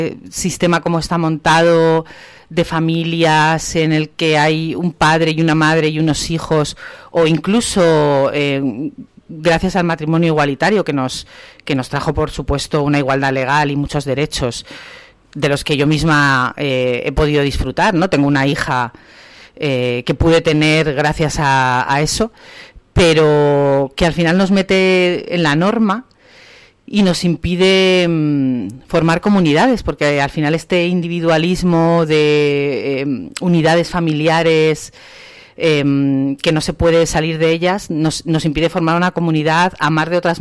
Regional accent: Madrid, Community of Madrid, Spain; echo mucho de menos estos lugares en Madrid, que es de donde yo vengo

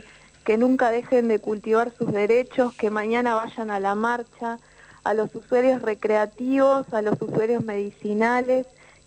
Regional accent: Mar de Ajó, Buenos Aires Province, Argentina; born there; Yo nací acá en Mar de Ajó.

